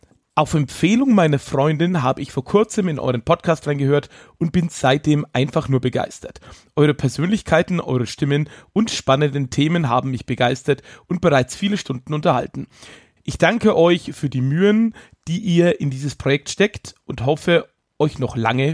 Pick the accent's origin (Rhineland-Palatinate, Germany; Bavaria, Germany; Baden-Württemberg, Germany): Rhineland-Palatinate, Germany; auch wenn ich persönlich als Pfälzer ja Blutwurst bevorzuge